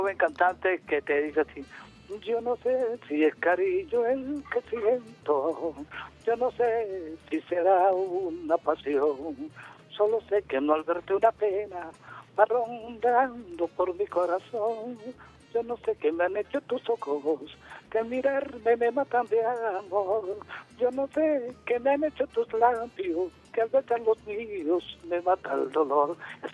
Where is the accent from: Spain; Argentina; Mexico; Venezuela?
Venezuela; somos venezolanos y merecemos que nos den la oportunidad como personas con discapacidad.